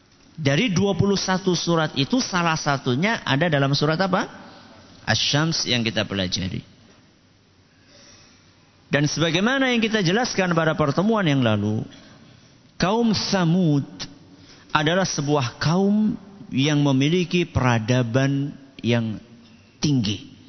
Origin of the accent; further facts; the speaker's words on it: Java, Indonesia; Kalau kita orang Jawa kan cuma sampai berapa itu kita tahunya?